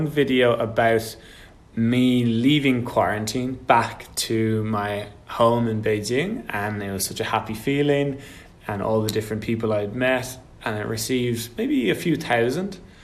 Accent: Ireland; born or raised there

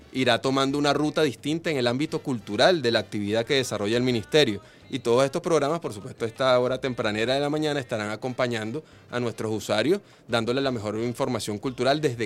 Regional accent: Caracas, Capital District, Venezuela; como somos nosotros los caraqueños

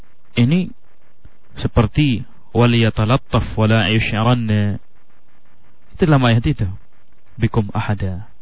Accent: Sumatra, Indonesia; Itu kebetulan kita juga dari Sumatera tahu masalah itu.

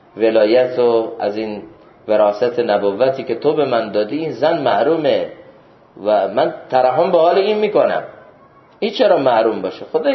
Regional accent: Iran; من از ایرانم و از یه جای دیگه است.

